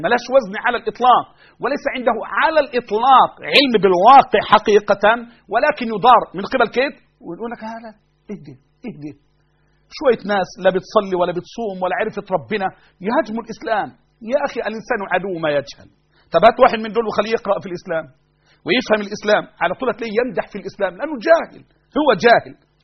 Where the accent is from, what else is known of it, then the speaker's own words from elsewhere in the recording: Egypt; أنا مصري أنا أكيد